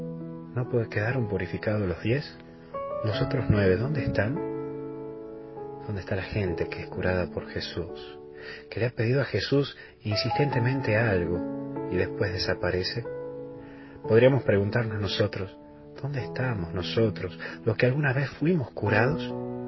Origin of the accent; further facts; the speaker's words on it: Tucumán, Argentina; así que hoy me he infiltrado, lamentablemente, como buen tucumano